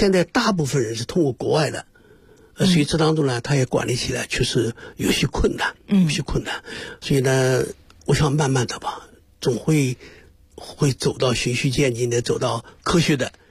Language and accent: Chinese; China; 南极的磷虾就会成为我们中国人餐桌上的一个佳肴